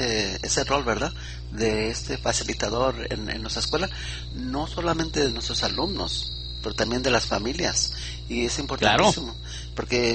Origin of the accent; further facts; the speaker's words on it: Mexico; now in United States; estoy yo experimentando en Estados Unidos también con donde entramos nosotros como mexicanos, entramos como hispanos